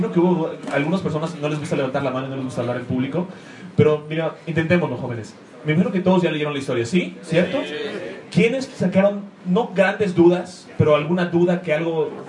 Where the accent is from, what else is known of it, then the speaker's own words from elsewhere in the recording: Mexico; Pero no estoy muy lejos. Yo soy mexicano y solo me gusta leer en inglés.